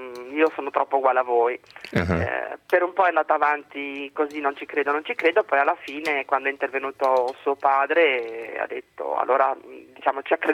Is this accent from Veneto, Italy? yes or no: no; Genoa, Liguria, Italy